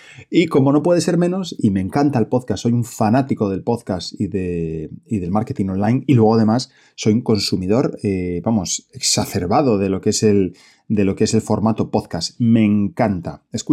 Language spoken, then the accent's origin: Spanish; Oviedo, Asturias, Spain; soy de Oviedo, soy de Asturias, soy asesor financiero independiente